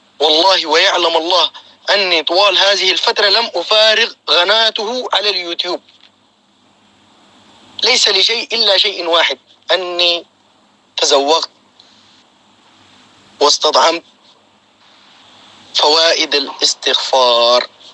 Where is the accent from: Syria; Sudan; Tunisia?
Sudan; moved away as an adult; now in United Arab Emirates; طلعت من السودان لغاية سافرت عن طريق الدولة اسمها أريتريا، ومن أريتريا إلى دبي